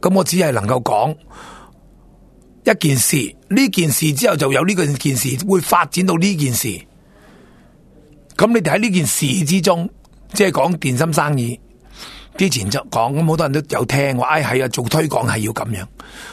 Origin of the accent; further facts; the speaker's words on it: Singapore; 如果冇我哋新加坡人啊食屎啦，食纸皮